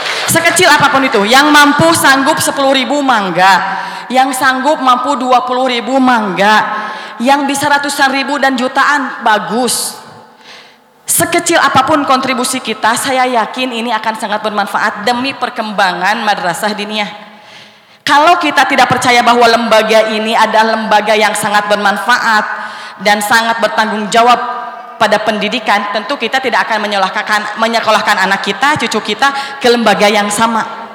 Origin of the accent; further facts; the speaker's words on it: Cipari, Central Java, Indonesia; saya itu merasa bahwa saya dibesarkan di Cipari, dididik di Cipari